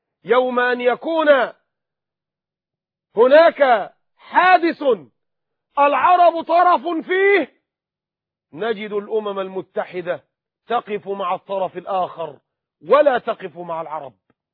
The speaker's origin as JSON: {"language": "Arabic", "country": "Egypt", "said": "هل كنا نرضى كمصريين اننا نهان ونزل ونضطهد"}